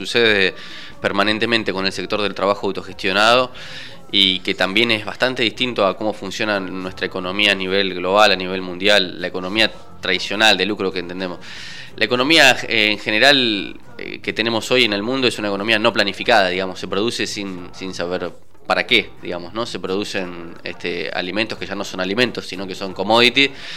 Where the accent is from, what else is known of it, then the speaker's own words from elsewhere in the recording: Argentina; en un país como nuestro, Argentina